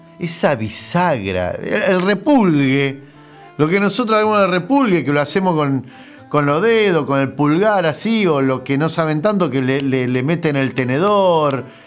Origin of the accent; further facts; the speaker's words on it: Argentina; Pero nosotros, que somos argentinos, y capaz que el anillo lo podemos poner en una empanada.